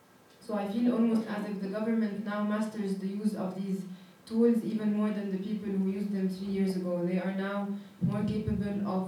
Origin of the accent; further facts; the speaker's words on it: Egypt; I am a journalist from Egypt.